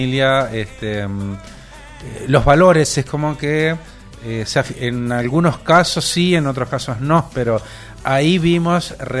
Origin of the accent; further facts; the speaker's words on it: Argentina; Somos argentinos.